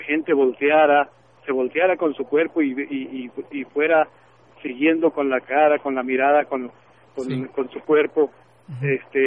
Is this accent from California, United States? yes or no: yes; Sacramento, California, United States; yo soy de Sacramento.